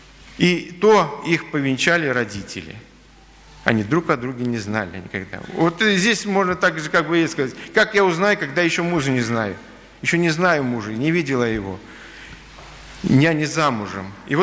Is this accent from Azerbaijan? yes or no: yes; Baku, Azerbaijan; когда я жил в детстве на Кавказе, в Азербайджане, в Баку